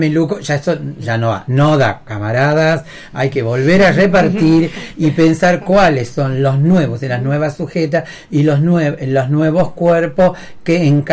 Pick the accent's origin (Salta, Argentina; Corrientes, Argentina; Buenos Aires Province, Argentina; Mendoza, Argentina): Salta, Argentina; sería a mí, que soy salteña